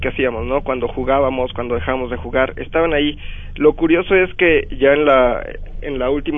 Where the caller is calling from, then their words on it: Atizapán, State of Mexico, Mexico; yo soy de acá de Atizapán.